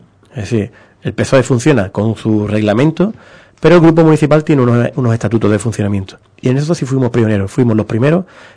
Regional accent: Ubrique, Andalusia, Spain; yo soy de Ubrique, que vivo en Ubrique

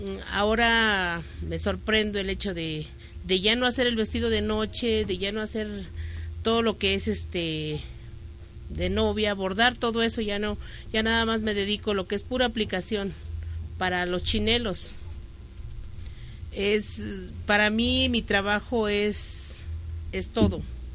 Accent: Villa Nicolás Romero, State of Mexico, Mexico; Yo vengo de adelante de Atizapán de Zaragoza. Es Villa Nicolás Romero exactamente de donde yo vengo.

